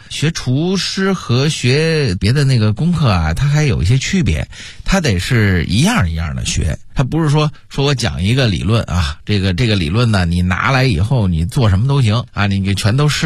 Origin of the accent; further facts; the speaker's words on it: Beijing, China; 咱们北京人都熟